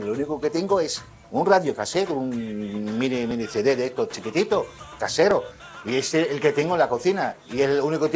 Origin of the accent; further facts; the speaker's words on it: Lebanon; now in Spain; Yo soy libanés, del Líbano. Bueno, llevo aquí desde el 93 en Extremadura